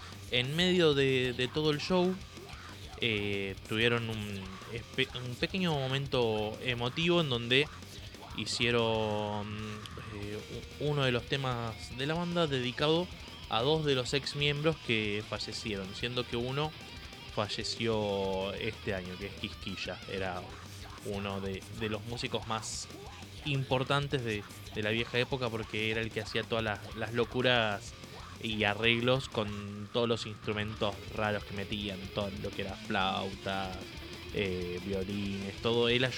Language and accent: Spanish; Argentina; Nosotros, como argentinos, conociendo el sketch, nos cagábamos de risa